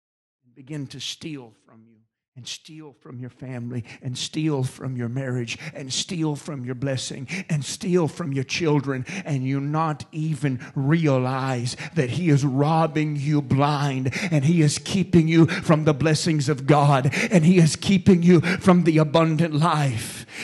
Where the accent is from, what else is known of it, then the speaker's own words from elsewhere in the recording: Bessemer, Alabama, United States; Or, where I grew up in Bessemer, Alabama. Adam! Where you is?